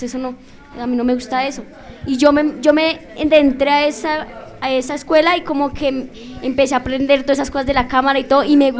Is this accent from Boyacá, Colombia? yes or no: no; Ciudad Bolívar, Bogotá, Colombia; vengo de Ciudad Bolívar